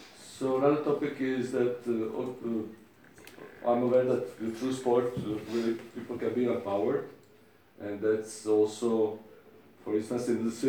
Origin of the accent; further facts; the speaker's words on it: Zagreb, City of Zagreb, Croatia; from Zagreb